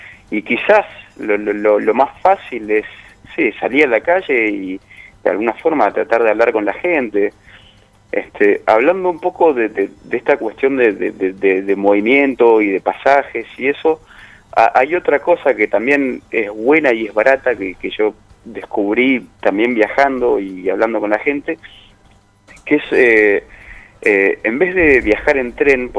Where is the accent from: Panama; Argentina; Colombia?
Argentina; ¿Vos que sos francés, sos italiano, de dónde sos? No, soy de Argentina.